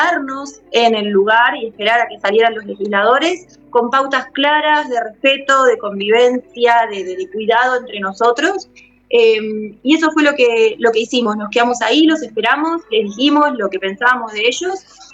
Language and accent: Spanish; Tierra del Fuego, Argentina; de la Comunidad Costera, de Tierra del Fuego, Antártida, Isla del Atlántico Sur.